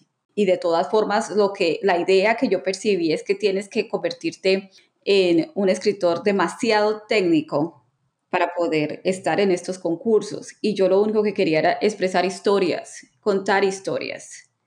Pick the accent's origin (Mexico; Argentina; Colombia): Colombia; La verdad es que para mí, como colombiana, en el grupo de escritoras de romántica